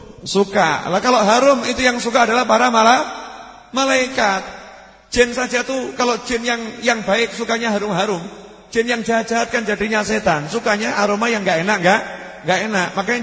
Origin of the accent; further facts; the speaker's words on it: Java, Indonesia; Saya sebagai orang Jawa tersinggung kok begitu-begitu kan.